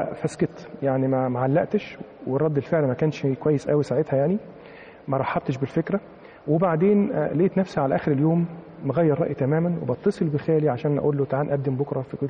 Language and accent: Arabic; Mansoura, Dakahlia, Egypt; أنا من مواليد المنصورة، وبعد كده أخذت الابتدائي في إحدى القرى المجاورة للمنصورة اللي هي منشأ العائلة.